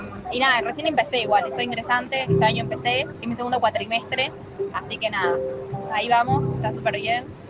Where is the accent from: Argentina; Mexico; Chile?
Argentina; Buenos Aires; Soy de Pompeya, de acá. Tengo 20 años.